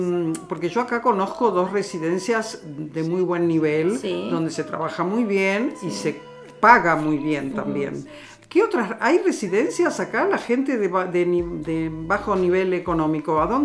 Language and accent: Spanish; Buenos Aires, Argentina; born there; Yo, como nací en Buenos Aires y soy muy desapegada, he viajado por el mundo.